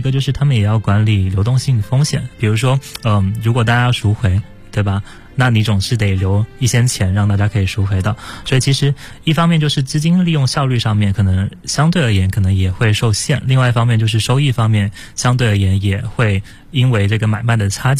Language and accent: Chinese; Guangdong, China; 我是可能大学之前都是在潮汕那边长大接受教育